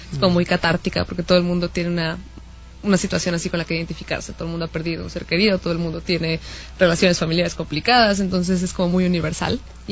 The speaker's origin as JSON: {"language": "Spanish", "country": "Mexico", "tie": "born or raised there", "said": "siento que la hice en México, y finalmente crecí en México"}